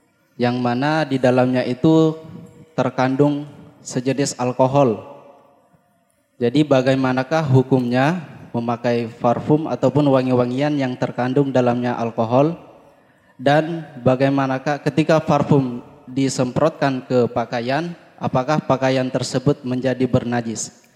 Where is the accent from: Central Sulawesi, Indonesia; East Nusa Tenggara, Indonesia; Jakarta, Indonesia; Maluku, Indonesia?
Central Sulawesi, Indonesia; Toli-Toli; dan saya dari Toli-Toli, Sulawesi Tengah.